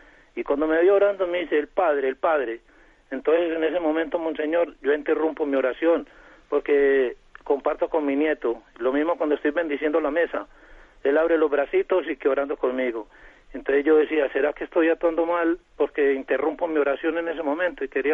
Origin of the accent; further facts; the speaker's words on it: Colombia; soy colombiano.